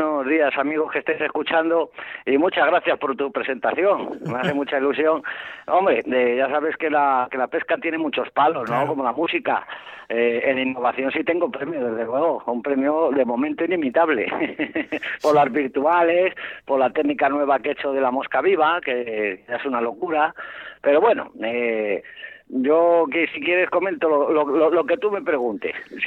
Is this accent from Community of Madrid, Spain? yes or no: yes; Madrid, Community of Madrid, Spain; now in León, Spain; lo que no aprendí allí en Madrid, en mi tierra, cuando vine hace 33 años